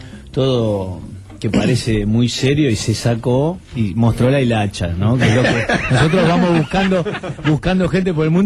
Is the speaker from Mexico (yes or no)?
no; Argentina; no digamos que somos argentinos porque nos cagan a trompadas